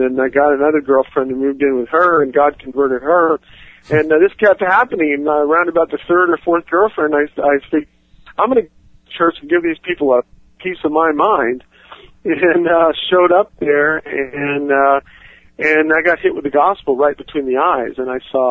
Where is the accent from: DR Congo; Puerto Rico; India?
Puerto Rico; I grew up in Puerto Rico, and I was familiar with the Caribbean islands